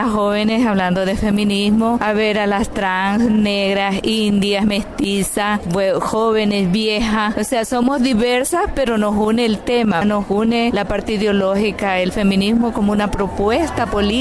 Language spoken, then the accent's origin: Spanish; Nicaragua; vengo del centro de Nicaragua.